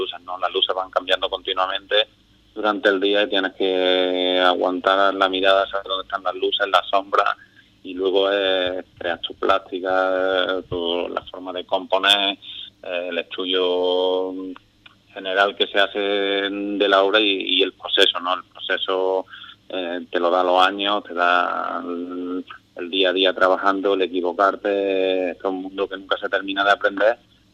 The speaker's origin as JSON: {"language": "Spanish", "region": "Andalusia", "country": "Spain", "said": "y claro, a uno que lo tengo, siendo andaluz, que lo tengo relativamente cerca"}